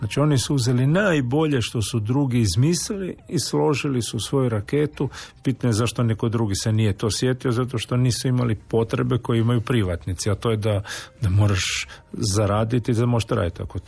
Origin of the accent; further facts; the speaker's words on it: Croatia; Mislim, kod nas u Hrvatskoj zbilja svašta može proći.